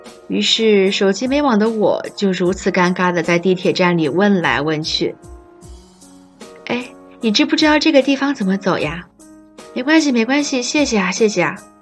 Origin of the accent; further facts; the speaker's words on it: Hainan, China; now in Nanjing, China; 而我作为一个在祖国最南端的小岛上土生土长的海南娃，对于南京又湿又冷的冬天其实是拒绝的。